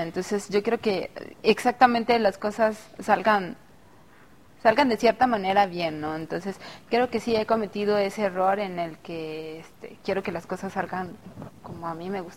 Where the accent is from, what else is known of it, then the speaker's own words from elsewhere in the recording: Villahermosa, Tabasco, Mexico; Soy originaria de Villahermosa, Tabasco.